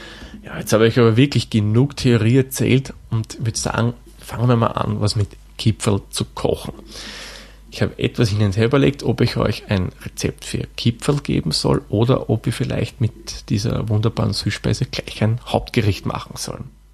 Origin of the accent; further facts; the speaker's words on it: Lower Austria, Austria; In meiner Heimat im Waldviertel, vor allem in der Region, wo ich dann herkomme, also in der Stadt, wo ich herkomme